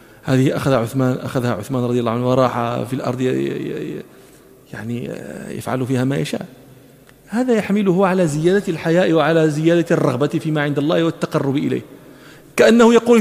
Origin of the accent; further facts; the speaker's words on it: Morocco; ونحن في التراويح عندنا في المغرب